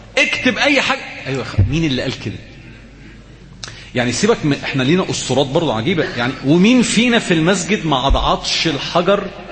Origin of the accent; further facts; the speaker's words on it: Alexandria, Alexandria Governorate, Egypt; كنا زمان كنا في منطقه عندنا في اسكندريه اسمها حاره البقطريه